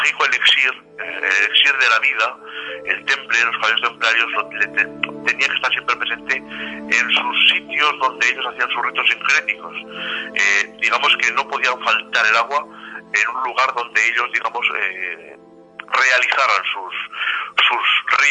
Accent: Teruel, Aragon, Spain; Esa es mi comarca de nacimiento. Bueno, yo me atreví a la libertad de iniciar el libro en Teruel, ya que soy yo de Teruel y es la zona que también más he vivido

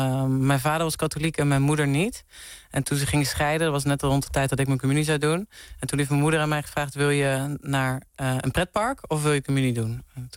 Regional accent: Venlo, Limburg, Netherlands; Ik kom uit Venlo.

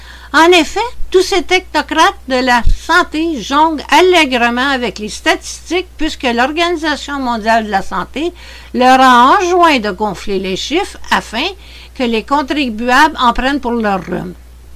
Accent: Quebec, Canada; Chez nous, au Québec

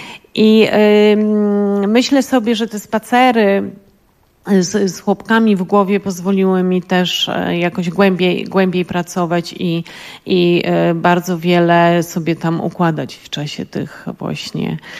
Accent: Lower Silesian Voivodeship, Poland; dla mnie to w ogóle jeszcze był inny rodzaj doświadczenia, dlatego że ja pochodzę właśnie z Dolnego Śląska.

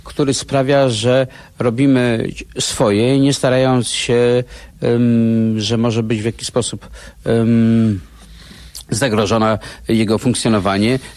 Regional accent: Masovian Voivodeship, Poland; now in Warsaw, Poland; No, jestem z tego, pochodzę z tego północnego Mazowsza, funkcjonujący od lat w Warszawie.

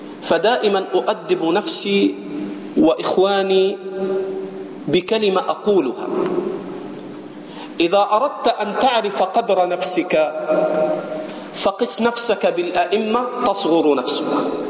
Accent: Egypt; عندنا في مصر بيقولوا الجمل طلع النخلة

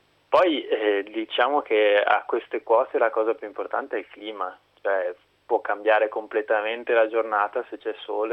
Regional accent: Padua, Veneto, Italy; sono tornato in Italia e, visto che sono di Padova e le Dolomiti non sono troppo lontane

